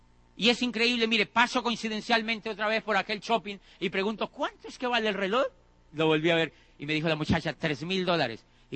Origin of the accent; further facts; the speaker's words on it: Colombia; Yo en mi país ya estaba diciendo que ese país no servía para nada. En Colombia, imagínate, yo decía que allí no había oportunidades.